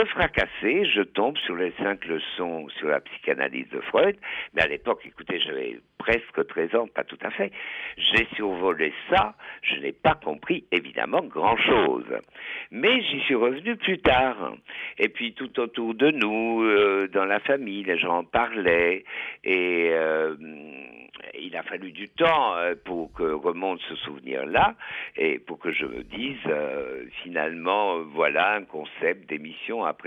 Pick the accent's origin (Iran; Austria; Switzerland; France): Austria; Vienna; moved away; Mon enfance, une partie de mon enfance s'est passée à Vienne. Et Vienne, à l'époque, je suis quand même né dans les années 30.